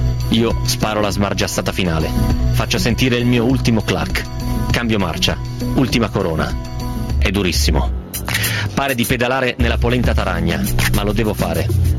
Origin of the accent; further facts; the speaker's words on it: Novara, Piedmont, Italy; sai che i novaresi come me sono piemontesi un po' spuri, nel senso che non è proprio Piemonte vero